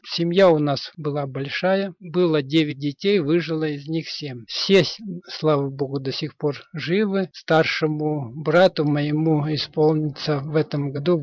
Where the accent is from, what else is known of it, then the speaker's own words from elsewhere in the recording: Kamensk-Uralsky, Sverdlovsk Oblast, Russia; born there; Родился я на Урале. Есть такой город недалеко от Екатеринбурга, Каменск-Уральский.